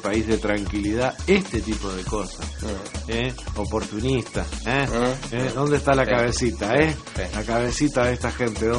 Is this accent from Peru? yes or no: no; Uruguay; me duele como uruguayo